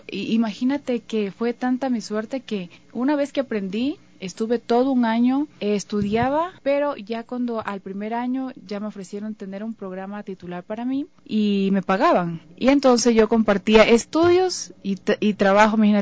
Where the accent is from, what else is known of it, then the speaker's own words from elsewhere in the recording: Catamayo, Loja, Ecuador; now in Quito, Ecuador; Yo soy de Loja, ¿ya? De un cantón muy hermoso, muy bonito, que le decimos con mucho cariño nuestro Caribe, Catamayo. Es un cantón realmente hermoso.